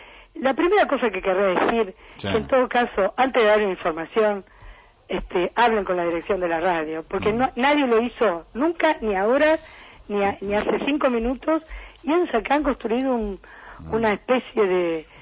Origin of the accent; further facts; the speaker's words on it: Argentina; esto se lo dice una editora como colega y como ciudadana argentina